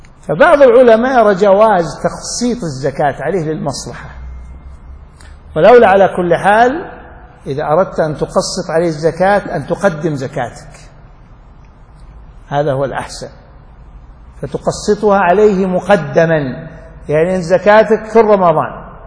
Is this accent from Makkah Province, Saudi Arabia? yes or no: no; Riyadh, Riyadh Province, Saudi Arabia; بس مو يشري بيت مثل عندنا في الرياض، في شمال الرياض